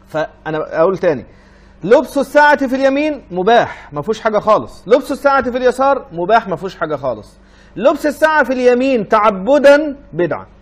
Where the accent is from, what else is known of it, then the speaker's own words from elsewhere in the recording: Egypt; moved away as an adult; انا رجل اصلا مطارد من بلدي يا جماعه، انا رجل خرجت من مصر مطاردا لانني وقفت ضد الانقلاب